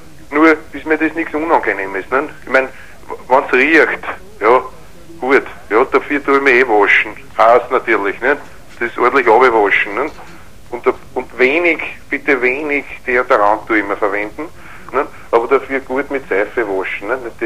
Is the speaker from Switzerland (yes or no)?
no; Vienna, Austria; Aber es ist halt so, das Wien, ich bin ein echter Wiener, ne? Und da bin ich halt gern